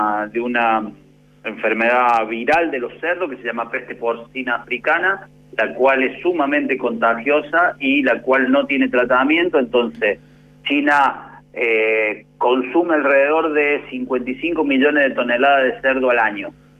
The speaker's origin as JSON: {"language": "Spanish", "region": "Córdoba", "country": "Argentina", "lives_now": "Mendoza, Argentina", "said": "Digo cordobés de pura cepa porque hace 10 años que vivo en Mendoza."}